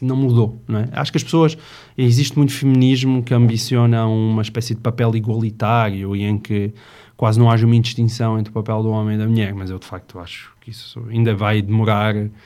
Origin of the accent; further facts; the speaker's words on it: Porto Alegre, Rio Grande do Sul, Brazil; now in Lisbon, Portugal; eu sou de Porto Alegre, a minha mulher é de Castelo Branco e os nossos pais estão lá. Portanto, eu estou em Lisboa com 4 filhos e sem qualquer estrutura familiar à volta.